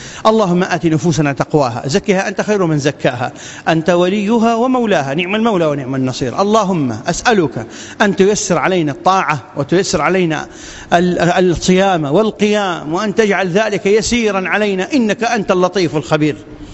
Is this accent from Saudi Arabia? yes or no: no; Iraq; أن تبسط الأمن والأمان في بلادنا العراق وبلاد